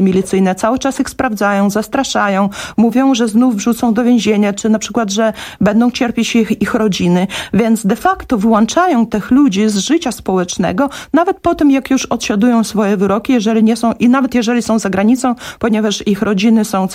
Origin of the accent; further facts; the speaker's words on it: Grodno, Grodno Region, Belarus; pochodzi z mojego rodzinnego miasta Hrodna